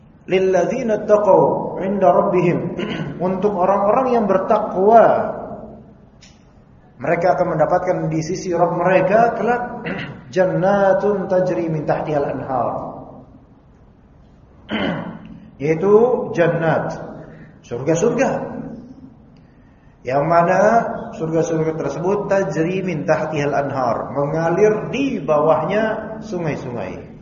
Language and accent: Indonesian; Jakarta, Indonesia; ana pun dari kecil di Kalibata.